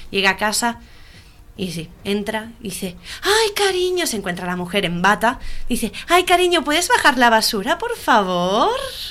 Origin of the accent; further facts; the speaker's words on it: Sant Joan Despí, Catalonia, Spain; Soy de San Juan de Espí y este caso no lo conocía.